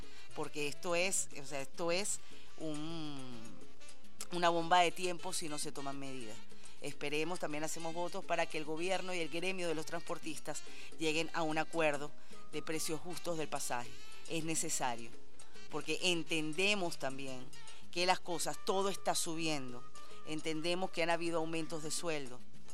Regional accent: Venezuela; todos somos venezolanos

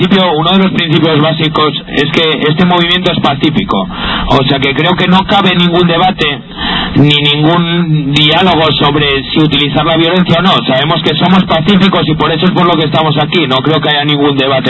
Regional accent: Gijón, Asturias, Spain

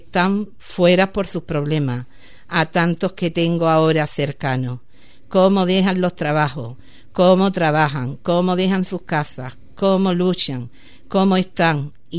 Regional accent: Ubrique, Andalusia, Spain; en este pueblo tan maravilloso, mi pueblo Ubrique

